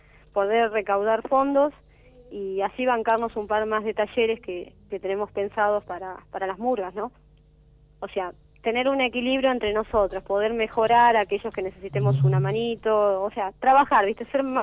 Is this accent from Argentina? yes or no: yes; Merlo, Buenos Aires Province, Argentina; Somos de acá, de Barrio Belgrano, en Merlo, así que vecinos y familia de ustedes también.